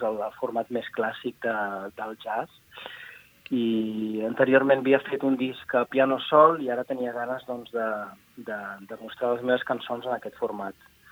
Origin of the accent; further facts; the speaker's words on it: Palafrugell, Catalonia, Spain; born there; also born or lived in Berlin; now in Barcelona, Spain; Això és, vaig néixer a Palafrugell.